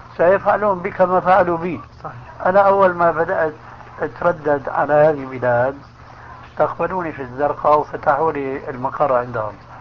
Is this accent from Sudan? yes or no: no; Syria; كما يقولون عندنا في سوريا